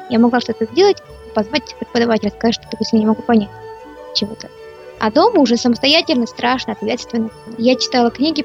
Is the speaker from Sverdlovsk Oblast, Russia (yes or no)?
no; Buryatia, Russia; born there; Родилась я в Бурятии, у меня семья была, мама, папа